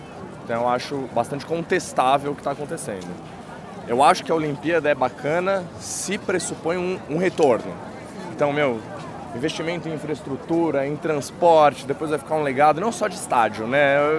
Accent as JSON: {"language": "Portuguese", "country": "Brazil", "said": "eu como brasileiro, eu só espero que é o seguinte"}